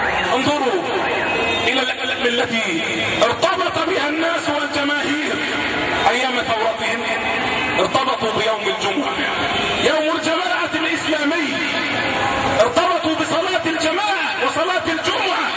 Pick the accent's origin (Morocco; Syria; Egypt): Egypt; أساءوا إلينا كمصريين وأساءوا إلينا كمسلمين